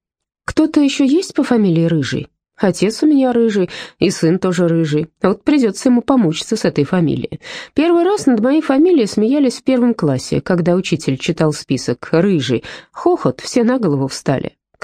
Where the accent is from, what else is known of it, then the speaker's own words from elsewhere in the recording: Ural, Russia; У меня не было комплекса на церемонии вручения премии в Москве, что я с Урала